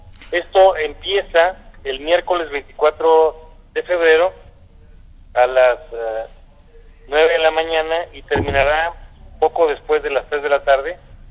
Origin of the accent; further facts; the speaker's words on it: Guanajuato, Mexico; soy una persona de Guanajuato que tuve el privilegio de ser rector de la Universidad de Guanajuato